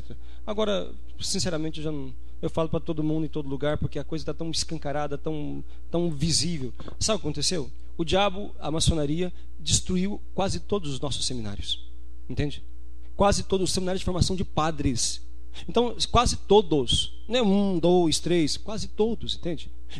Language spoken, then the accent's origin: Portuguese; Anápolis, Goiás, Brazil; Eu sou de Anápolis.